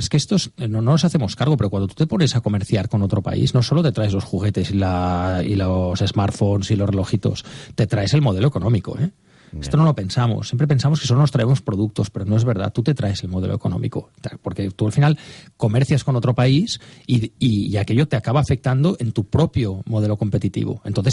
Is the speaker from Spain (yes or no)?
yes; Catalonia, Spain; Soy catalán, vivo allí, y además tengo familia distribuida por todo el territorio español